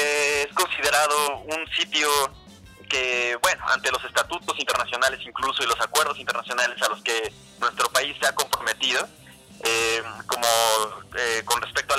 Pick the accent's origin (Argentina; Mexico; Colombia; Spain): Mexico; como sociedad mexicana tenemos que seguir discutiendo, evaluando, seguirnos informándonos